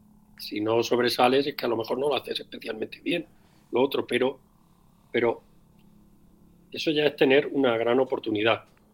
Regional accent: Castilla-La Mancha, Spain; además de que somos manchegos todos

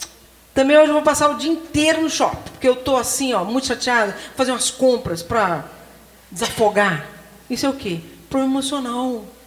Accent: Rio de Janeiro, Brazil; born there; Agora no Rio, na minha cidade, onde eu nasci

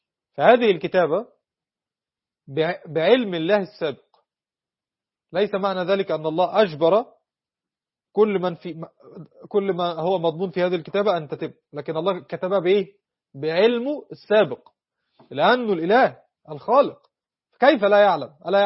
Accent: Egypt; احنا عندنا في مصر بيقول لك مثل ايه

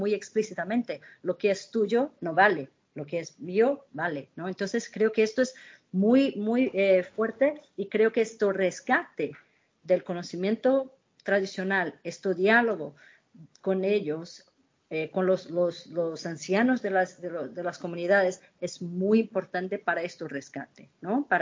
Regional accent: Brazil; Spanish is a second language; Yo, como brasileña, tengo que controlar mi tristeza

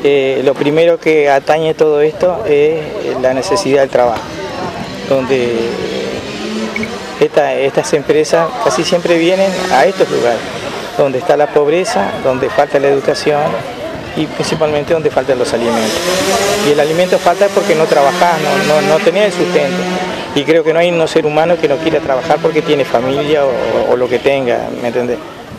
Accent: Uruguay; Yo siempre digo, de la creación de empresas como uruguayo, que la podemos tener.

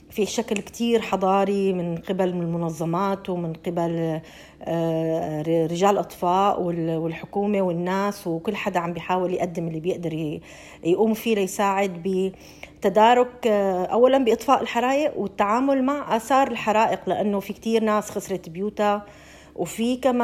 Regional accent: Syria; now in Australia; نحن كسوريين جينا على هاي البلد لاجئين، أنا وعائلتي لنا 5 سنين تقريبا بهاي البلد.

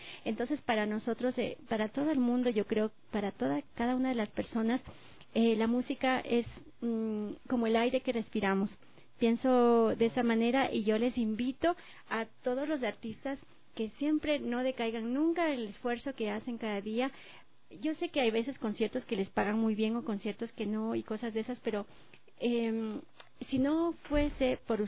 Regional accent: Ecuador; moved away; yo les digo como ecuatoriana que y gestora cultural que vivo fuera

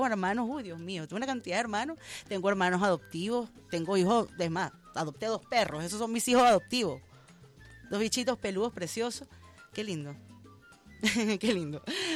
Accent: Venezuela; somos hermanos venezolanos, somos camaradas, tenemos una misma historia, tenemos una misma madre, que es esta patria, que es Venezuela

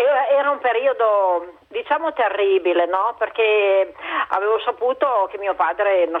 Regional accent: Vaie, Piedmont, Italy; Io sono della Valle di Susa

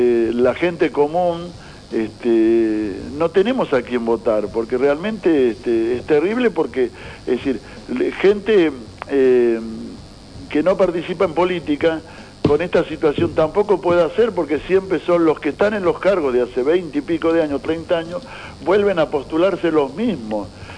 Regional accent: Argentina; también en esto, como argentinos, tenemos la culpa nosotros

